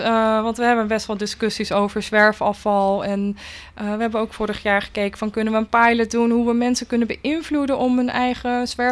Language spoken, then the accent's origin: Dutch; Netherlands; Maar ik kom zelf uit de Biesbos, daar ben ik geboren en getogen.